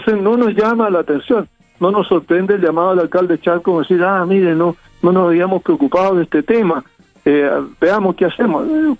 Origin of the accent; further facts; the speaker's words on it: Chile; esperanzadas de que como chilenos lo logremos